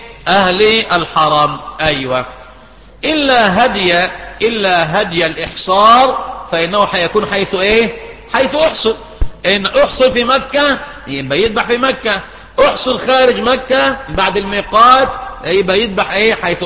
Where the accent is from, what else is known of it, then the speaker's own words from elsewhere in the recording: Egypt; يعني مثلا عندنا في مصر ميقات أهل مصر إيه؟ رابغ.